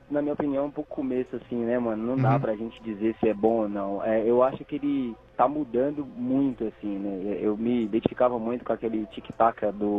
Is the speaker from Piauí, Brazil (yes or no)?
yes; Piauí, Brazil; Do Piauí.